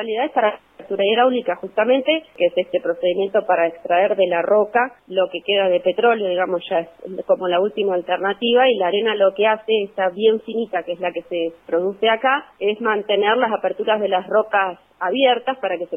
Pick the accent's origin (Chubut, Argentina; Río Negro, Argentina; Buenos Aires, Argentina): Chubut, Argentina; Comodoro Rivadavia; now in Trelew, Argentina; soy oriunda de Comodoro Rivadavia, en mi residencia en Comodoro y ahora estoy trabajando en el Hospital Zonal de Trelew.